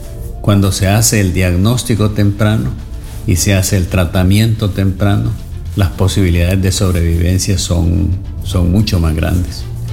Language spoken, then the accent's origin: Spanish; Honduras